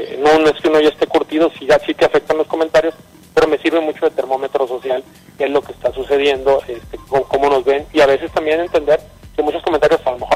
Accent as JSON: {"language": "Spanish", "region": "Nuevo León", "country": "Mexico", "said": "yo soy de Nuevo León"}